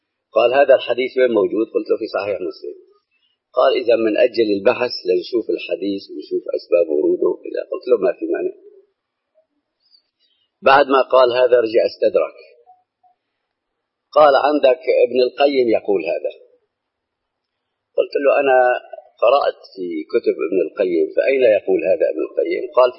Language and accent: Arabic; Aleppo, Aleppo Governorate, Syria; عندنا في حلب هو مرجع حلب كلها